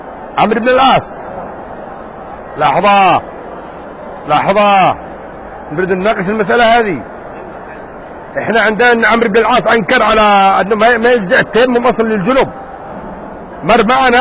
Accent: Yemen; قد مر عليكم الجدري رايتموه كان عندنا قديم كان موجود عندنا في اليمن زمان

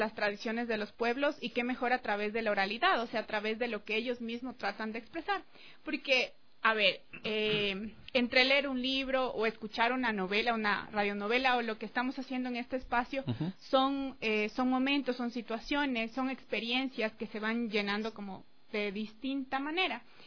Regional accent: Lago Agrio, Sucumbíos, Ecuador; yo crecí en el oriente, o sea, yo crecí en la Amazonía, crecí en la Aguagrio

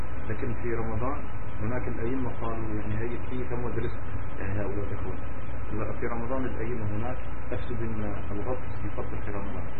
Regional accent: Tunisia; شيخ هناك حوت عندنا في تونس بما تسمى الشلبة

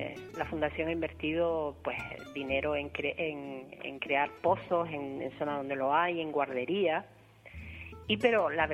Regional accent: Arucas, Canary Islands, Spain; yo que soy de Arucas y de toda la vida

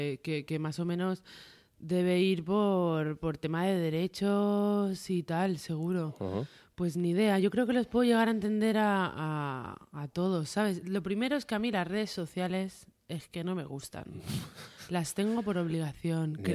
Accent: Barcelona, Catalonia, Spain; Y yo soy de Barcelona.

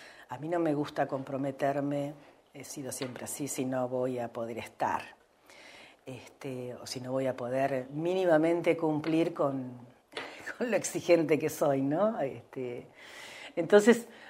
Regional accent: Santa Rosa, La Pampa, Argentina; yo vengo a Santa Rosa a estudiar en el 77. Si bien soy nacida en Santa Rosa, hicimos los primeros años de escuela primaria con mi hermana, acá en Santa Rosa también, que vivía mi abuela materna, porque con nuestros padres vivíamos en el campo.

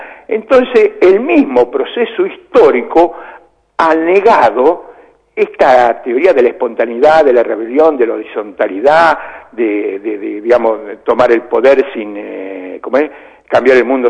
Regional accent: Chivilcoy, Buenos Aires Province, Argentina; Yo también soy medio de allá, porque yo soy de Chivilcoy, de la línea del oeste.

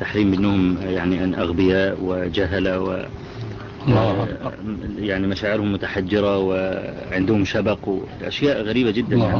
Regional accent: Egypt; يعني الشباب عندنا في مصر يعانون من هذا البلاء

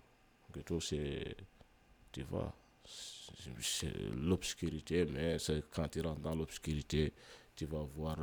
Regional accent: Mauritania; Je viens de la Mauritanie, bon, voilà, Mauritanie, République islamique Mauritanie, comme ils disent, République islamique, donc voilà. Je suis un négro mauritanien de l'autre côté du fleuve.

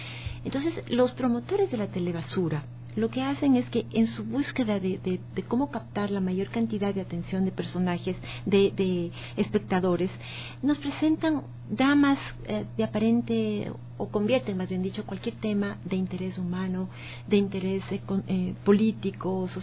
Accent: Ecuador; no se está trabajando en función de la sociedad, de los valores que tenemos como ecuatorianos

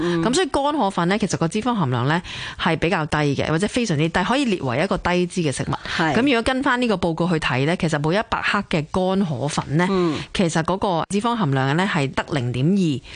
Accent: China; 我中国人话米做嘅嘢系正气

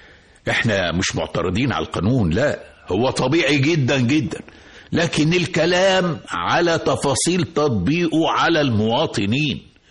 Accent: Mansoura, Dakahlia, Egypt; امال ليه الاسعار العالية دي عندنا في المنصورة في حي الزعفران والجامعة

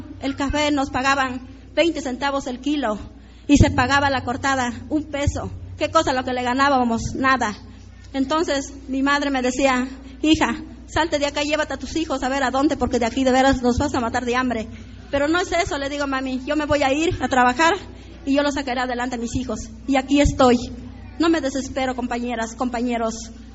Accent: Zongolica, Veracruz, Mexico; now in Orizaba, Mexico; Yo soy de Songolica, pero nos venimos a vivir por acá con mis hijos, porque la verdad soy madre soltera, ¿no? Viví mucho tiempo allá en mi rancho en Songolica, en la sierra de Songolica

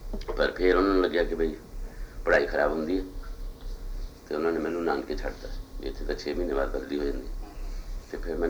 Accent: Patiala, Punjab, India; also born or lived in Ambala; ਮੈਂ ਜੰਮਿਆ ਤਾਂ ਸੀਗਾ ਅੰਬਾਲੇ, ਅਤੇ ਉਸ ਤੋਂ ਬਾਅਦ ਮੈਂ ਅੰਬਾਲਾ ਕਹਿੰਦਾ ਨਹੀਂ, ਮੈਂ ਕਹਿੰਦਾ ਪਟਿਆਲਾ ਹੀ, ਕਿਉਂਕਿ ਮੈਂ ਰਿਹਾ ਪਟਿਆਲੇ, ਪਿੰਡ ਰਿਹਾ, ਫਿਰ ਕਾਲਜ ਵੀ ਉੱਥੇ ਪਟਿਆਲੇ ਕੀਤਾ।

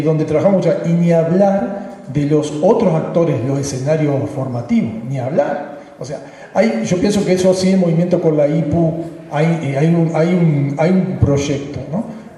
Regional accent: Argentina; de Argentina.

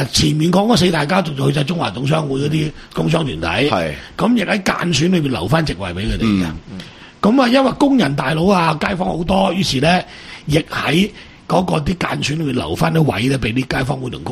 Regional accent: Macau; 嗰班人係睇住我哋澳門人嘅

